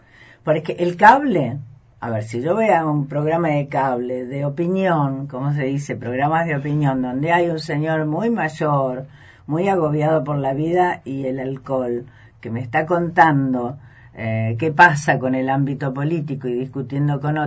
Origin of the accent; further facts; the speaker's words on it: Santa Fe, Argentina; Soy santafesina.